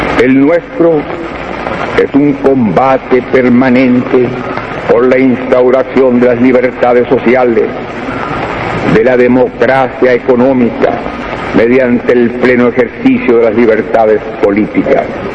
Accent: Chile; Vengo de Chile, un país pequeño

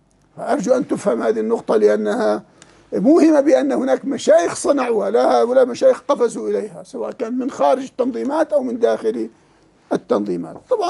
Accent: Jordan; كالغرايبة عندنا في الأردن

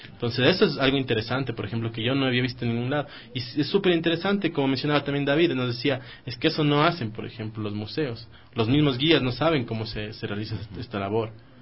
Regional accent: Ecuador; estos oficios que nos van formando, como les he mencionado a lo largo del programa, como ecuatorianos

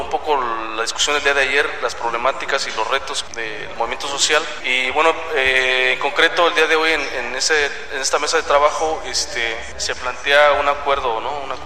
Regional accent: San Andrés Yutatigo, Oaxaca, Mexico; venimos de Ocupan de León. Yo soy originario de una localidad que se llama San Andrés Yutatigo, perteneciente al municipio de Tezhuatlán de Segura y Luna.

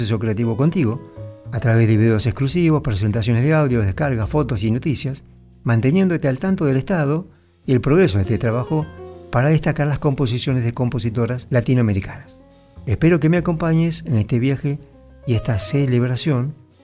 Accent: Venezuela; Como artista venezolano me siento llamado a exponer al público la hermosa música de mi tierra natal

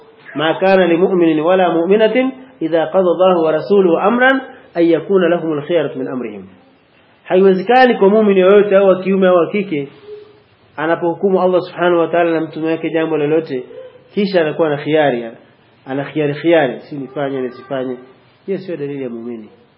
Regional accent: Mwanza, Tanzania; sisi tumetokea Mwanza. … ni mwalimu wa dini.

